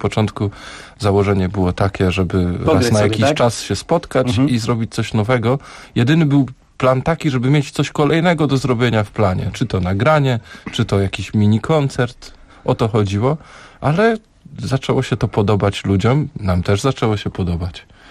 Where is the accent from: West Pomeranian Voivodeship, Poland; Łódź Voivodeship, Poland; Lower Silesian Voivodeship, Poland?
Lower Silesian Voivodeship, Poland; Wrocław; w naszych rodzinnych miejscowościach, czyli u Szymona w Rybniku i u mnie we Wrocławiu.